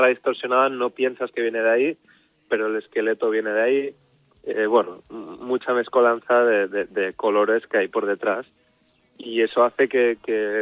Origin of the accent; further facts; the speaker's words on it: Ibiza, Balearic Islands, Spain; Yo somos los tres de Ibiza y nos conocemos de toda la vida